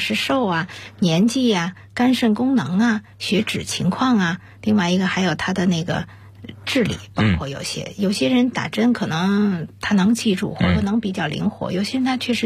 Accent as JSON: {"language": "Chinese", "country": "China", "said": "像我们中国人大概占到50%左右"}